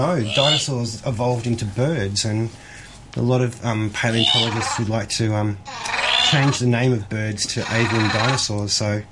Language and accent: English; Australia; being Australian, I guess we're allowed to get a bit reckless.